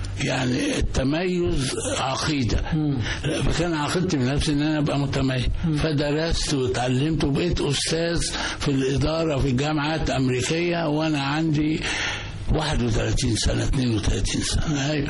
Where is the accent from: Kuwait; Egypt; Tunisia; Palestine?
Egypt; moved away as an adult; now in United States; أنا سافرت من مصر معي $5، وقتها تطلع من رايح أمريكا ما كان ممنوع تخرج بأي عملة أجنبية، وطلع من القاهرة فقيرا بجميع المعايير